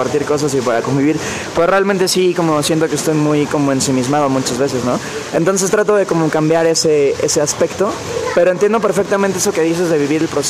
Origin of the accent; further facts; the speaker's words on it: Cancún, Quintana Roo, Mexico; moved away as an adult; Y crecí ahí en Cancún, bueno, entre comillas, porque no soy muy alto, pero bueno, ahí tuve mi pubertad, mi adolescencia, y estuve ahí hasta los 23 años.